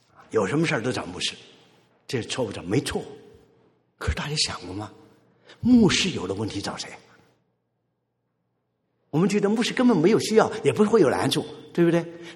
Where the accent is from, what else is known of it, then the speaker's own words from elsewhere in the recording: China; 而我们中国人嘛，文化又是寒，又很含蓄啊